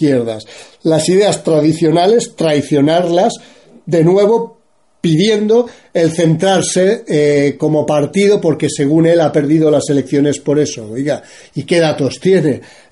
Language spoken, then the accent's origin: Spanish; Spain; cada vez somos más los españoles que estamos viendo esta mentira.